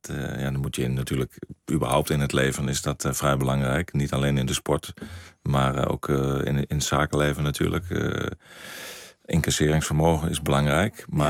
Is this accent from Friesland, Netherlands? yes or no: no; Zwolle, Overijssel, Netherlands; ik ben geboren in Zwolle. En vroeger, ik woonde bij mijn ouders in Berkum. En dan liepen we naar het stadion in Zwolle met mijn vader. Dus vroeger was het Zwolle, maar ik ben al zo lang nou in Twente.